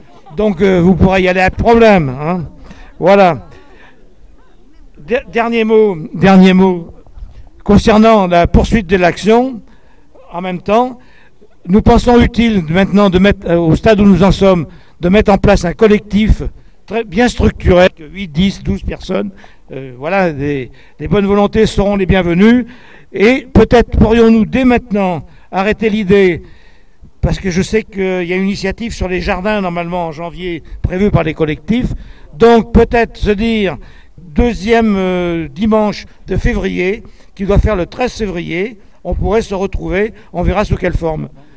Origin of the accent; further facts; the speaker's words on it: Île-de-France, France; nous n'habitons pas les beaux quartiers, comme vous le prétendez. Nous sommes bien de Seine-Saint-Denis ou du 95